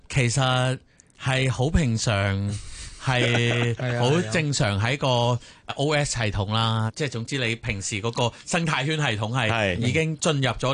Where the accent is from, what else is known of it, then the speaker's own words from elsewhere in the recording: Hong Kong; 我哋系香港人嚟噶嘛，香港人最聪明嘅其中一班人嚟噶